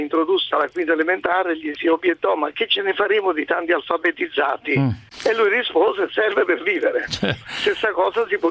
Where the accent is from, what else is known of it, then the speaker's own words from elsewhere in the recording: Naples, Campania, Italy; Per esempio Napoli, io sono napoletano